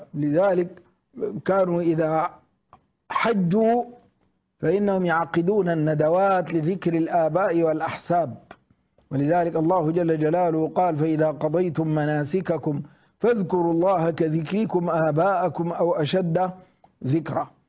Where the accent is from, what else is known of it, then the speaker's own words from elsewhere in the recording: Sudan; يشبه ما هو حاصل عندنا في الجنوب، في جنوب السودان